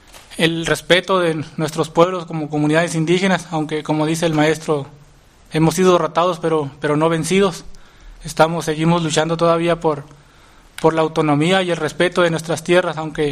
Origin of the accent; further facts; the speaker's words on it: San José de la Zorra, Baja California, Mexico; pues vengo desde San José de la Zorra a explicarles lo que es el problema de mi comunidad.